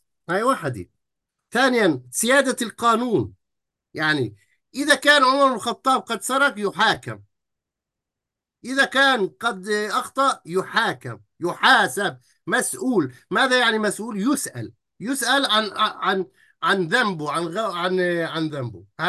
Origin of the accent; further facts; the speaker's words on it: Palestine; أنا من فلسطين، أنا من داخل الفلسطيني